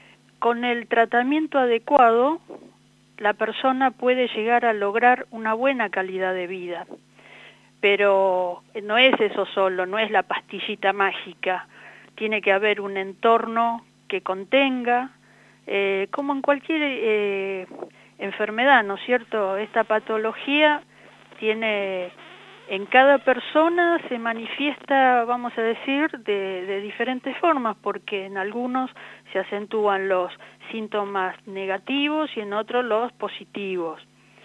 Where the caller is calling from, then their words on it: Buenos Aires, Argentina; Acá en Buenos Aires estamos.